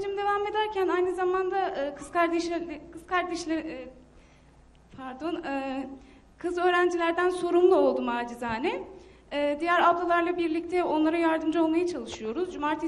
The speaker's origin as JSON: {"language": "Turkish", "town": "Diyarbakır", "region": "Diyarbakır Province", "country": "Turkey", "said": "Ben Diyarbakırlıyım, evet."}